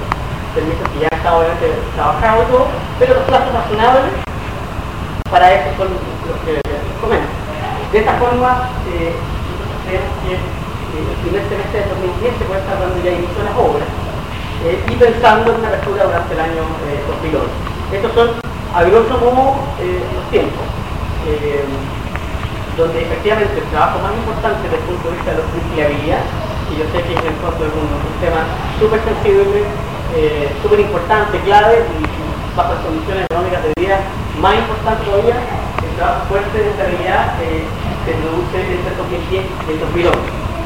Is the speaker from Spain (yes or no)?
no; Valparaíso, Chile; born there; now in Santiago, Chile; yo soy nacido en Valparaíso, es lo que a mí me gusta